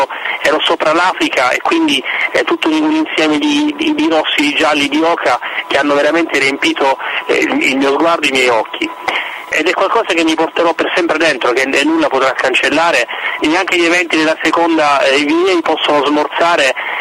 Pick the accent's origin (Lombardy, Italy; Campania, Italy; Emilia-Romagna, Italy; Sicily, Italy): Sicily, Italy; io sono siciliano, per me l'estate è sempre stata legata all'idea del mare, della brezza marina con i suoi profumi